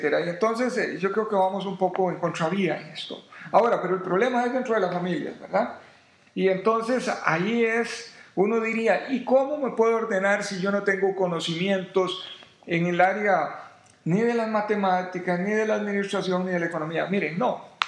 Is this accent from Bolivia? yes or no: no; Costa Rica; Son otros los que se hacen dueños de las empresas acá, y no somos los ticos los que somos los dueños.